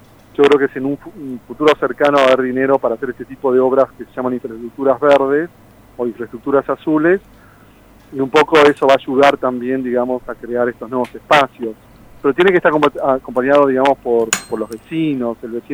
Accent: Argentina; La gente cree que tenemos una inercia como argentinos

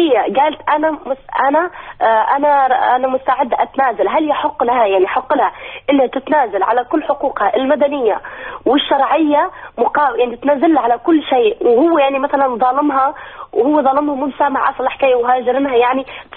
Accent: Tunisia; أنا منتقبة في تونس، أنا أصلا تونسية.

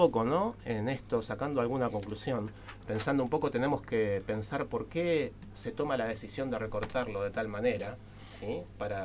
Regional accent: Argentina; Hoy en día todavía a nosotros como argentinos nos cuesta mucho armar nuestra argentinidad.

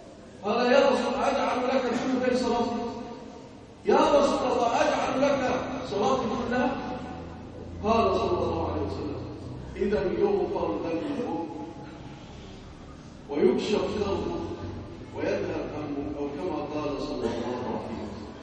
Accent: Egypt; ارزق بلادنا مصر الامن والامان

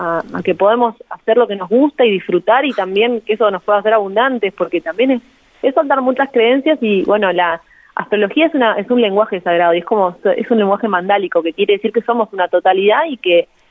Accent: Buenos Aires, Argentina; yo antes era contadora, soy de Buenos Aires, estudié contadora.

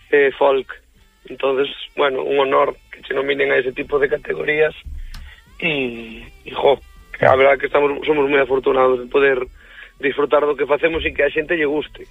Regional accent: Galicia, Spain; en Lorient fomos seleccionados como representación galega para levar a nosa música ali

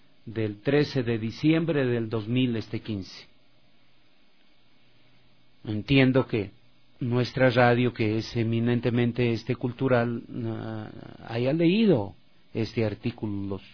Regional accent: Loja, Ecuador; born there; Como dicen en mi tierra Loja, escalofrío, ¿no? En Loja, en esta Loja querida, mi patria donde nací.

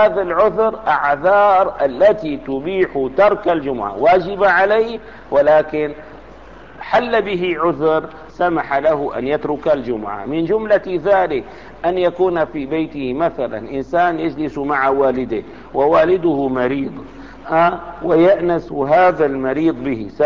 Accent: Damascus, Damascus Governorate, Syria; أنا من أهل دمشق، سافرت إلى حمص فأقمت فيها أسبوعا معينا

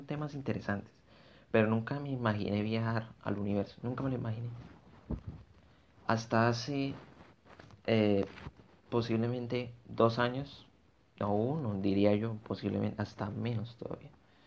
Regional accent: Bogotá, Colombia; born there; now in Villavicencio, Colombia; Soy colombiano. Actualmente vivo en Villavicencio Meta, pero nací en Bogotá.

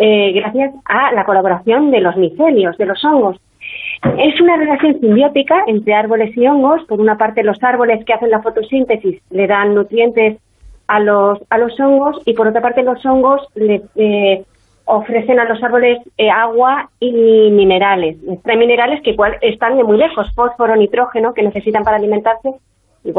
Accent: Quebec, Canada; yo nací en Canadá. Y entonces yo soy hija de padres españoles que estaban en Canadá.

